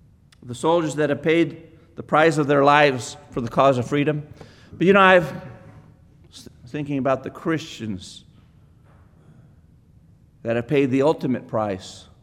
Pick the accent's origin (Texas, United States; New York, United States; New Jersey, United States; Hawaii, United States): Texas, United States; But my focus is not really on Texas, even though I'm a Texan, you know.